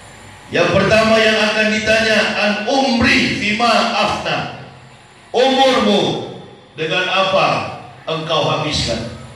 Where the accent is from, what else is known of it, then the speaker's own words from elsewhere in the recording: Manado, North Sulawesi, Indonesia; born there; Saya dilahirkan di Manado tanggal 30 November 1970. Masuk Islam 11 Oktober tahun 2006 bersama istri dan 3 orang anak.